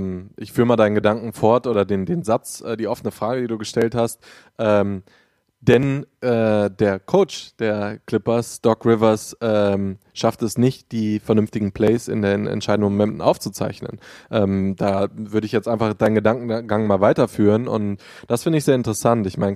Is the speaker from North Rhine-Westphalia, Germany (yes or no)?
yes; Düsseldorf, North Rhine-Westphalia, Germany; Ich für meinen Teil bin 27, wir sind beide aus Düsseldorf, der Stadt am Rhein.